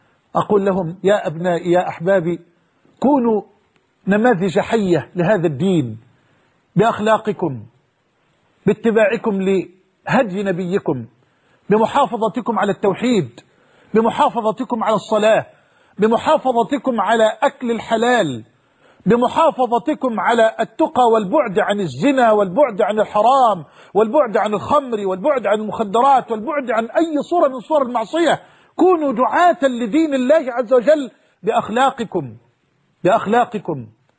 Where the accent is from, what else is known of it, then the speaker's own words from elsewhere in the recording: Egypt; حتى أنني تعجبت كيف وأنا مصري لم أكن أعلم هذا الجمال وهذا الإبداع في مياهنا في شرم الشيخ